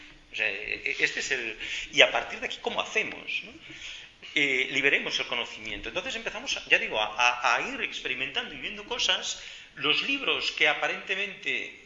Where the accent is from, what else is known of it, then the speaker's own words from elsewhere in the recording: Mieres, Asturias, Spain; yo es que vengo de Mieres, mi abuelo estaba en Unosa, viví mi infancia aquí